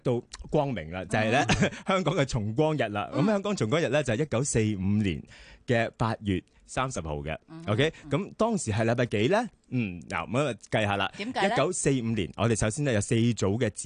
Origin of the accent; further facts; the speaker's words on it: Canada; 大家都知道我细个喺加拿大啦